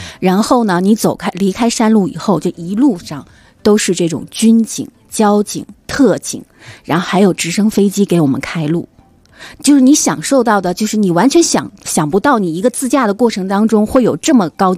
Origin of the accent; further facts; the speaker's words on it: China; 也没有想到巴基斯坦的人会对我们中国人有这么友好。